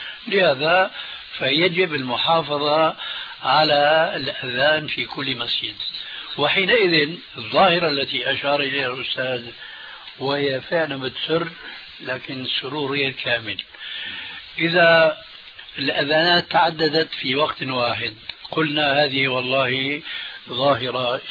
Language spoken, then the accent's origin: Arabic; Damascus, Damascus Governorate, Syria; كما يقولون عندنا في الشام